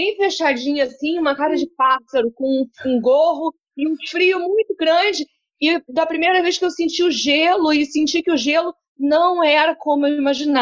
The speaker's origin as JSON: {"language": "Portuguese", "region": "Rio de Janeiro", "country": "Brazil", "said": "como eu sou muito carioca e eu tenho realmente muito prazer no Rio de Janeiro"}